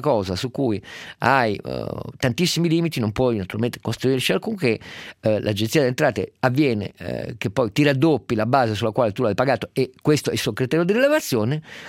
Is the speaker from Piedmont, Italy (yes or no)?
yes; Turin, Piedmont, Italy; sono torinese, questa storia la conosco da un secolo